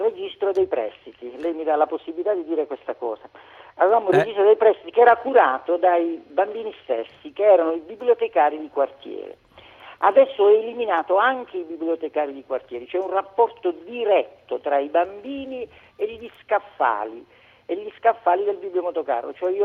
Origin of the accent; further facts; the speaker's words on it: Ferrandina, Basilicata, Italy; Io sono di Ferrandina, in provincia di Matera, regione Basilicata.